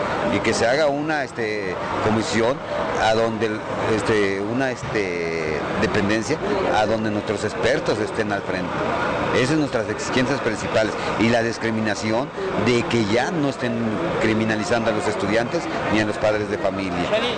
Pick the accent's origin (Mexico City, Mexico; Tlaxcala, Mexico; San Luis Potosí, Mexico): Tlaxcala, Mexico; Yo no soy de Guerrero, yo soy del estado de Tlaxcala.